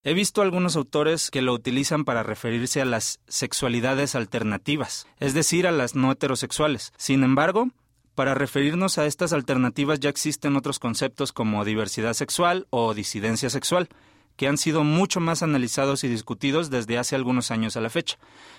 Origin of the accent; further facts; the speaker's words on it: Mazatlán, Sinaloa, Mexico; born there; Tengo 27 años y nací en Mazatlán, Sinaloa, por si me escuchan un poco el acento medio raro.